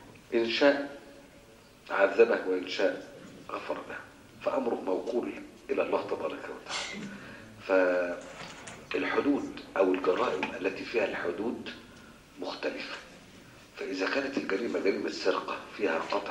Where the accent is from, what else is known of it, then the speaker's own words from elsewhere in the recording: Egypt; احنا عندنا في مصر ما فيش الكلام ده